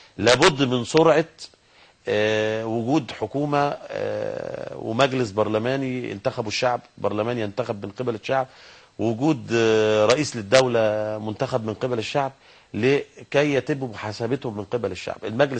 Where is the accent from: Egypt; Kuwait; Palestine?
Egypt; المفروض الاعلام عندنا في مصر يبقى هادف